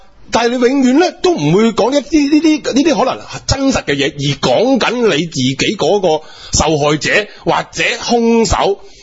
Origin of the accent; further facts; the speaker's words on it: China; 即系原来咧食咧，原来对我哋中国人系咁卵紧要